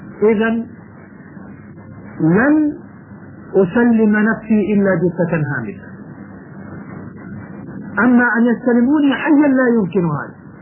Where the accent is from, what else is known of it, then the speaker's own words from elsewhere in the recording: Jordan; يكتبون الأولاد الصغار مثلا عندنا في الأردن